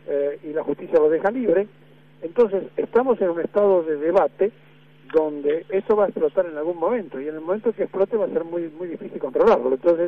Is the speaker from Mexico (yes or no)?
no; Argentina; Como es argentino, entonces, somos muy especiales, somos particularmente especiales